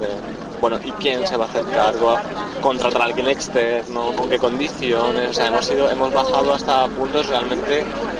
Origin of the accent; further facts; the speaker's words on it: Spain; O sea, soy español